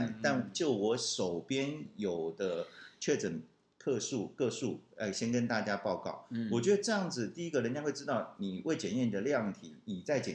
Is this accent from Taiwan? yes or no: yes; Taiwan; 你看我们台湾人其实蛮守法的